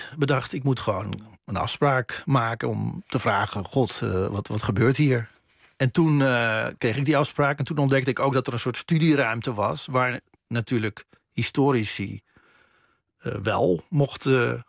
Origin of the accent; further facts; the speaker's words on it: Netherlands; Want ze wisten dat ik uit Nederland kwam.